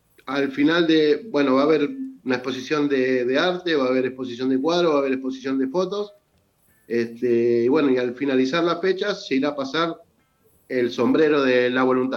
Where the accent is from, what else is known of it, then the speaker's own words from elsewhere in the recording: Guernica, Buenos Aires Province, Argentina; now in San Vicente, Argentina; yo soy de Guernica, pero los años han hecho que nos fuéramos prácticamente para San Vicente.